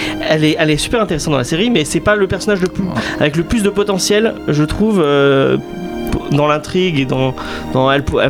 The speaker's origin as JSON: {"language": "French", "country": "France", "said": "je dis comme je suis français"}